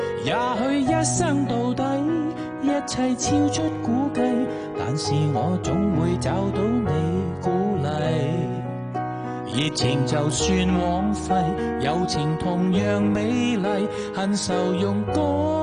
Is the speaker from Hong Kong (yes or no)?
yes; Hong Kong; 一齐成长呢样嘢好难得嘅，可能真系净系得我哋香港人